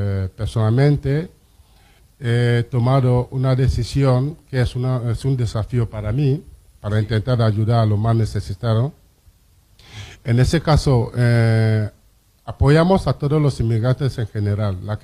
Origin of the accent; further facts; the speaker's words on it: Cameroon; now in Valencia, Spain; soy de Camerún. Y como presidente de esa comunidad aquí en Valencia